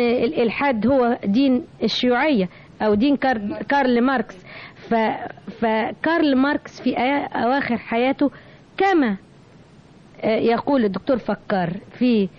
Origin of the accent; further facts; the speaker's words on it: Egypt; شعرت بفخر اني مصرية